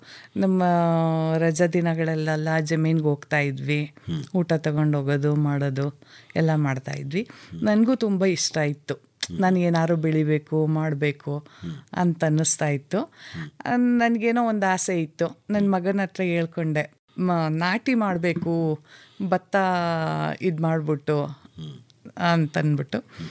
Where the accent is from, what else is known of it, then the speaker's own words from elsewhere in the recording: Chamarajanagar, Karnataka, India; ನನ್ನ ಹುಟ್ಟೂರು ಚಾಮರಾಜನಗರ.